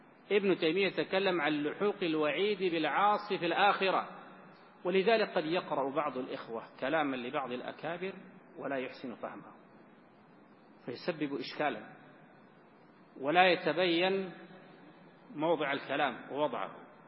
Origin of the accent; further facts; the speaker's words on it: Sudan; المشايخ عندنا في السودان